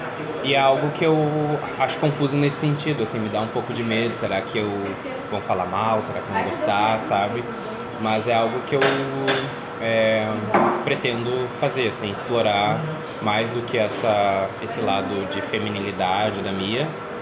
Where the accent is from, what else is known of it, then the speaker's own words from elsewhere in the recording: Porto Alegre, Rio Grande do Sul, Brazil; E aí eu montei na casa de um amigo meu, que eu sou de Porto Alegre